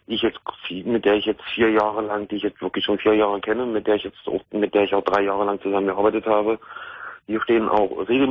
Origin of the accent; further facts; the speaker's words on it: Magdeburg, Saxony-Anhalt, Germany; Ich komme aus Magdeburg.